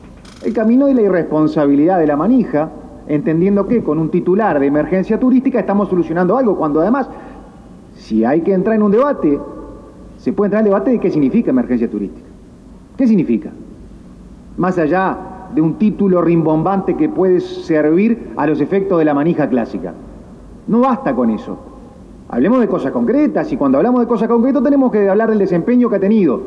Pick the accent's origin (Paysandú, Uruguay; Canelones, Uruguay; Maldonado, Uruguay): Maldonado, Uruguay; Somos de Maldonado